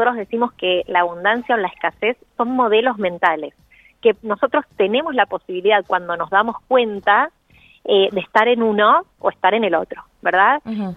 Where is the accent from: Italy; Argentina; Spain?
Argentina; Buenos Aires; soy de Buenos Aires